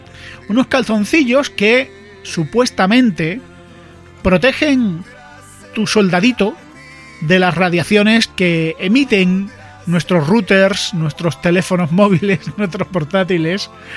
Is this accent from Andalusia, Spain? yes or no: yes; Andalusia, Spain; Es un tío que es divertido en sí mismo, como muchos andaluces lo somos.